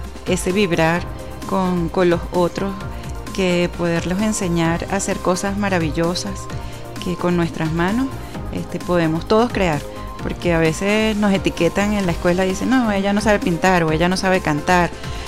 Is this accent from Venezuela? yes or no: yes; Venezuela; Pero todos somos venezolanos.